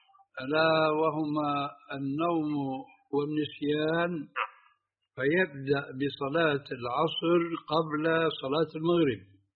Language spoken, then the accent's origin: Arabic; Jordan; هذا يعني المعامله موجوده عندنا في الاردن